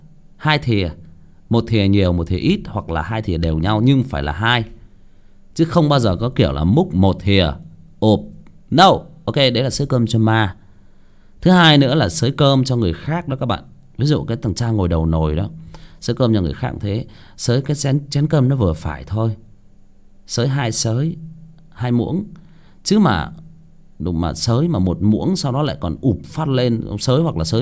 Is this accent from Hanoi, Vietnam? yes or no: no; Hưng Yên, Vietnam; Ở quê của tôi cũng vậy. Ở quê tôi dưới xuôi luôn, ở Hưng Yên luôn ạ.